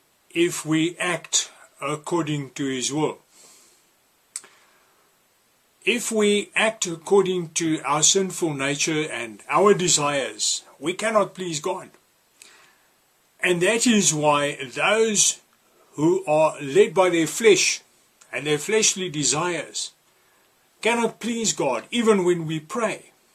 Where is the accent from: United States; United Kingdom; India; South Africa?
South Africa; I come from South Africa, where they will kill you for a cell phone.